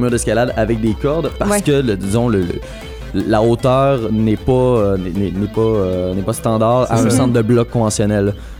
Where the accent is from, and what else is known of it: Repentigny, Quebec, Canada; born or raised there